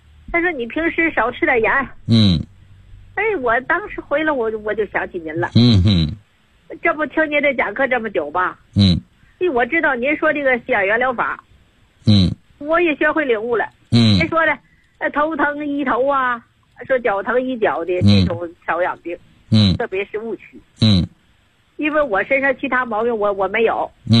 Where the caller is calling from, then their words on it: Guizhou, China; 我是贵州的学员，